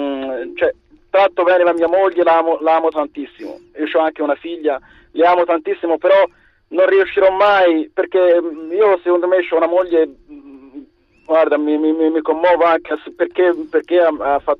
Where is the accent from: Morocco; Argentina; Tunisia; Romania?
Morocco; Italian is a second language; anch'io sono del Marocco.